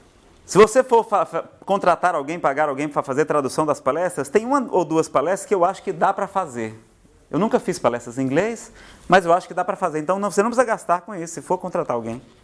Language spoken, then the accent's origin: Portuguese; Ceará, Brazil; Eu que sou do Ceará